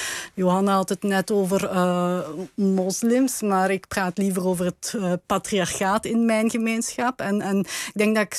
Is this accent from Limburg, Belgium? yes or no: yes; Limburg, Belgium; ik kom uit Belgisch Limburg met een inwonersaantal van bijna 900.000. Limburgers.